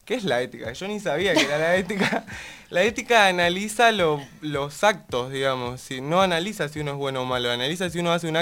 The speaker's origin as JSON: {"language": "Spanish", "region": "Chaco", "country": "Argentina", "said": "todos los que somos de Chaco viajamos todos los días a Corrientes."}